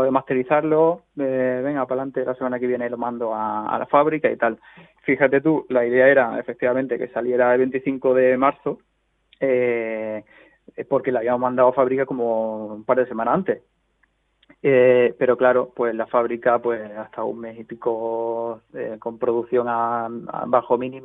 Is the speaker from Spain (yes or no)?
yes; Córdoba, Andalusia, Spain; born there; now in Madrid, Spain; Sí, yo soy cordobés de nacimiento, pero llevo en Madrid viviendo bastante tiempo.